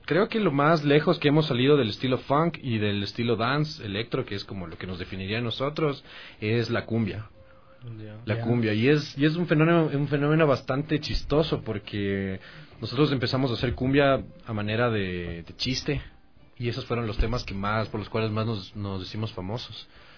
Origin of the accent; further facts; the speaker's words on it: Guayaquil, Guayas, Ecuador; now in Quito, Ecuador; Yo soy de Guayaquil. Soy un poquito lejos.